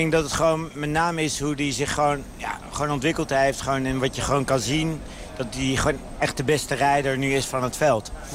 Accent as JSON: {"language": "Dutch", "country": "Netherlands", "said": "denk ik gewoon als Nederlander ben je toch mega trots dat hij weer wereldkampioen is."}